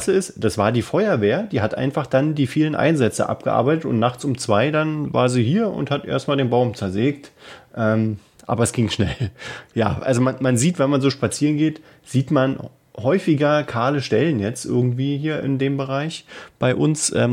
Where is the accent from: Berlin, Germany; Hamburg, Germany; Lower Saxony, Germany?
Berlin, Germany; Wir sind ja Berliner.